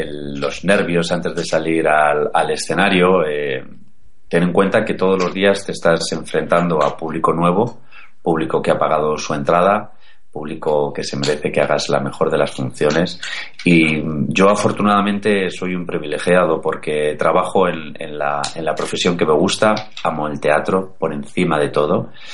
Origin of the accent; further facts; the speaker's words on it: Madrid, Community of Madrid, Spain; yo soy de Madrid, no tengo nada que ver con Andalucía